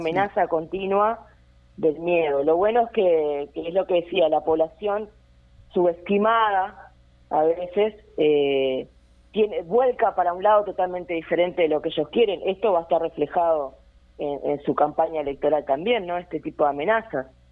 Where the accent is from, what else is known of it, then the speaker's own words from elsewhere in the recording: Uruguay; siempre como uruguayos, ¿no?, desplegando todo nuestro poder